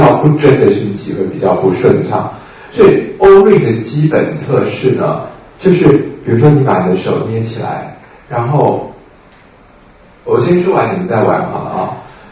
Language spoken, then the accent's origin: Chinese; Taiwan; 我发现我们台湾人有一个很基本的东西很麻烦